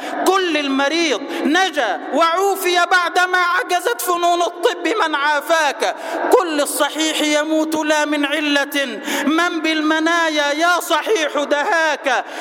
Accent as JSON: {"language": "Arabic", "country": "Egypt", "said": "اللهم اجعل بلدنا مصر سلما سلاما، أمنا أمانا، سخاء رخاء"}